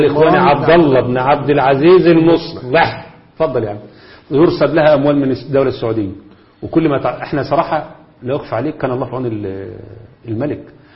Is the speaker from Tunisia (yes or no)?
no; Egypt; زي ما احنا عندنا في مصر الان اصبحت السافرات هم الموضوع في الاعلام